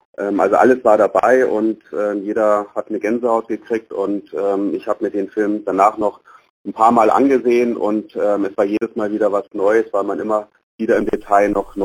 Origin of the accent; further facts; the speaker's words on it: Bavaria, Germany; Die fränkische Herkunft natürlich, wobei, soweit ich weiß, Lothar Matthäus Mittelfranke ist und ich bin Oberfranke.